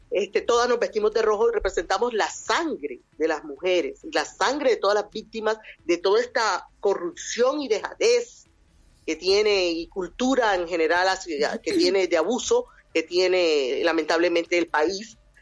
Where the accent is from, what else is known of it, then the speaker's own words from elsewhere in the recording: Venezuela; now in Peru; el único migrante que existe ahora mismo en Perú es venezolano. Todos somos venezolanos.